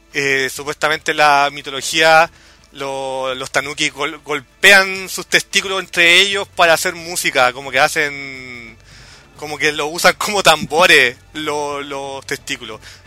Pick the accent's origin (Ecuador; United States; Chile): Chile; De hecho, como chileno, de repente me pregunto cuál habrá sido la reacción norteamericana